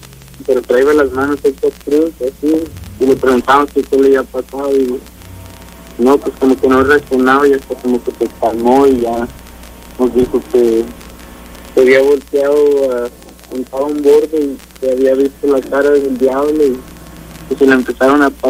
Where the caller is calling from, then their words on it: Texas, United States; Sí, aquí en Texas.